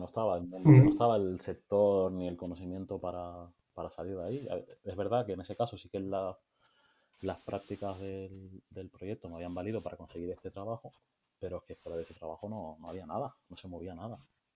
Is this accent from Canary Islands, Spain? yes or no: yes; Canary Islands, Spain; es que soy de Tenerife